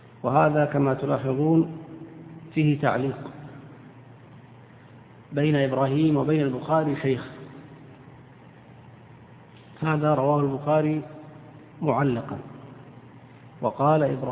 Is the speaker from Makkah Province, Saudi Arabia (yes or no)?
no; Eastern Province, Saudi Arabia; إنما البحرين تطلق الآن على ما يعرف عندنا بالأحساء أو المنطقة الشرقية